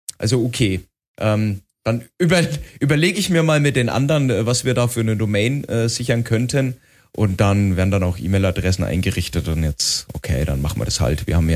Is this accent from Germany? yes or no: yes; Bavaria, Germany; Ja, ich als Franke war dann natürlich daneben